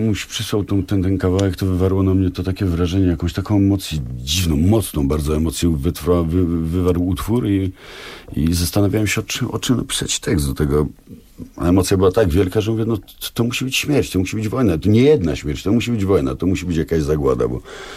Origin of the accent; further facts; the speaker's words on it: Silesian Voivodeship, Poland; żeby było wiadomo, że my, Ślązacy, zrobiliśmy te utwory